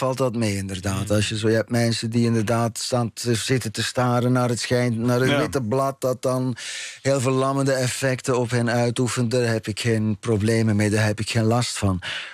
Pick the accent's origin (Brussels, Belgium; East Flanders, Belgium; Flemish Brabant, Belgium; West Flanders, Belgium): East Flanders, Belgium; Ghent; now in Netherlands; maar ik kom dus inderdaad uit Gent en ik ben rond 11:00 vanochtend vertrokken.